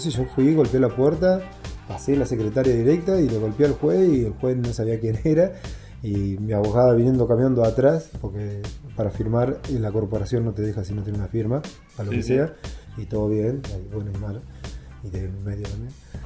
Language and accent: Spanish; La Pampa, Argentina; moved away; Mirá que acá en el 95 yo vine de la Pampa, me quería ir.